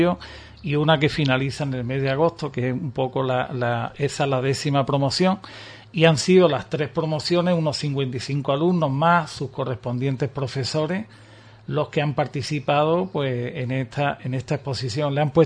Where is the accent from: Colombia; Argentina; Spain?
Spain; Ubrique, Andalusia; A mí me encantaría que mi pueblo, la mayoría de la gente de Ubrique